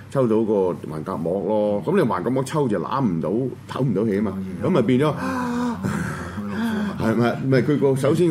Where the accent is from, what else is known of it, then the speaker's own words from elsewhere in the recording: China; 咁你呢邊咧中間咧，我哋中國人就叫咩？